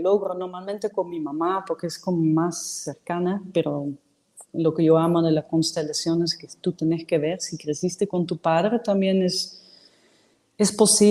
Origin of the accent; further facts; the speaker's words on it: Netherlands; Spanish is a second language; yo como soy holandesa, que tuvieron que reconstruir el país después de esas dos guerras mundiales